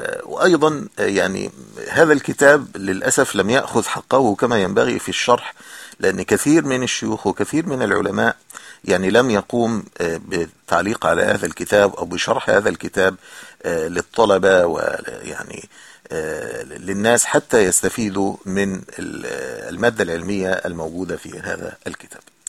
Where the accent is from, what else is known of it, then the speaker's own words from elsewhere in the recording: Egypt; يعني كان عندنا في مصر نقول فطار أو إفطار